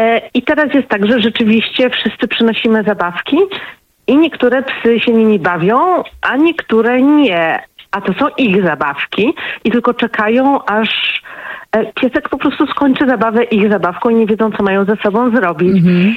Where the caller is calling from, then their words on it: Tychy, Silesian Voivodeship, Poland; Nie, ja z Tychów.